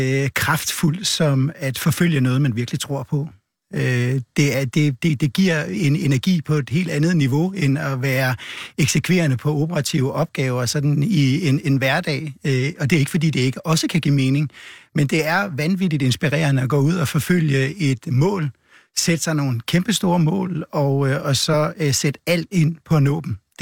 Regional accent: North Denmark Region, Denmark; Jeg kommer fra Vendsyssel, hvor jeg er født, og jeg har holdt meget til ved hav- og strandmiljø og elsker det.

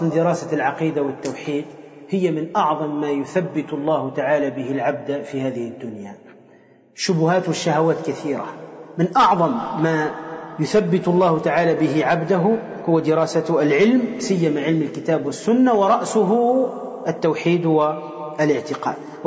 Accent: Tunisia; عندنا في تونس عندهم يعني كالنشيد ينشدونه فيما يسمى بالحضرة

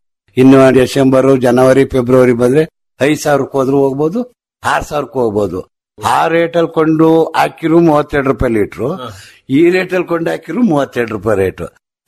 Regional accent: Karnataka, India; ಸಿಟಿಯಿಂದ ಒಂದು 25 ಕಿಲೋಮೀಟರ್ ಆಗುತ್ತೆ ಹಾಸನದಿಂದ. ಅರಸೀಕೆರೆ ಅಂದ್ರೂ 25 ಕಿಲೋಮೀಟರ್ ಆಗುತ್ತೆ. ನಮ್ಮ ಊರು ಹಾಸನ ತಾಲೂಕಿಗೆ ಸೇರಿದೆ.

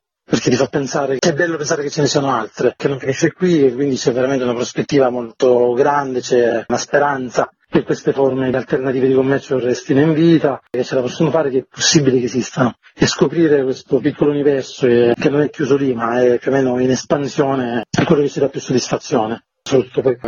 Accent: Sicily, Italy; now in Umbria, Italy; io sono siciliano ma vivo in Umbria ormai da diversi anni.

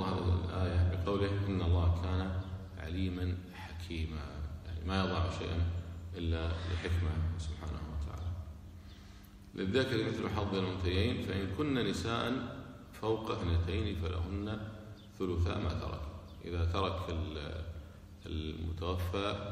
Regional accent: Kuwait; احنا عندنا في الكويت الحمد لله البلدية تشيل كل شيء الكفان

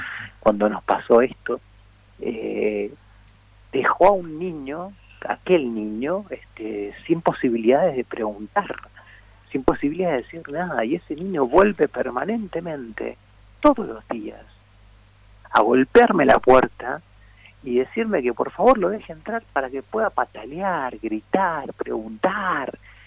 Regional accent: Mendoza, Argentina; soy un autor mendocino, está claro

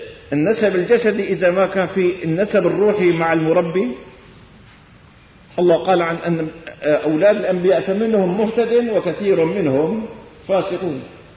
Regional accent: Damascus, Damascus Governorate, Syria; ما إني ابن الشام، في بالشام ملايين

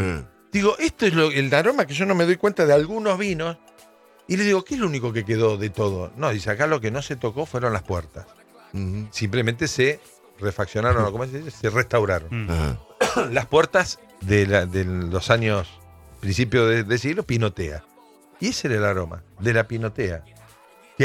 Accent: Arroyo Seco, Santa Fe, Argentina; vuelvo a la casita de mis viejos, vuelvo a mi pueblo, Arroyo Seco, ahí a 30 kilómetros de Rosario, en la provincia de Santa Fe

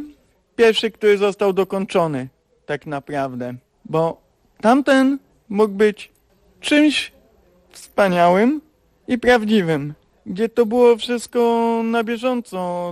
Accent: Szczecin, West Pomeranian Voivodeship, Poland; mam 35 lat i pochodzę ze Szczecina.

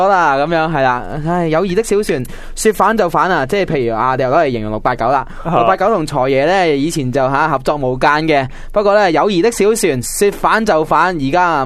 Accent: Hong Kong; 有一个同我哋香港人有少少关系

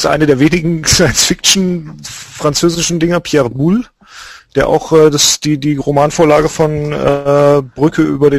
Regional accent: Lake Constance, Germany; zum Beispiel von dem Bodensee, wo ich herkomme

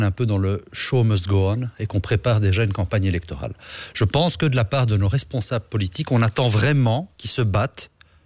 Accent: Charleroi, Wallonia, Belgium; moi, je suis originaire de la région de Charleroi

